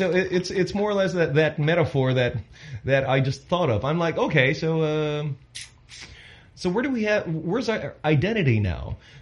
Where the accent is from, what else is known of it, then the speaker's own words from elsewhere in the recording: Philippines; But because I am pure Filipino and I believe in the Filipino talent, I have decided to not use that female voice anymore.